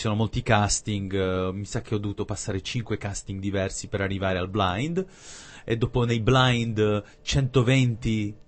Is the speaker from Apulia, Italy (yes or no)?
yes; Taranto, Apulia, Italy; also born or lived in England; Mia mamma è inglese. E niente, io sono nato in Inghilterra, dopodiché ho vissuto 9 anni a Taranto, in Puglia.